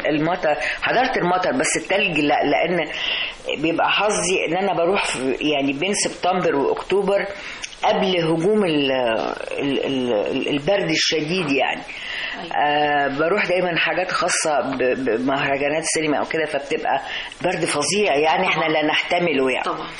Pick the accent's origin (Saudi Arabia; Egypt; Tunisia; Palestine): Egypt; Alexandria, Alexandria Governorate; born there; أنا زي ما قلتلك اتولدت في اسكندرية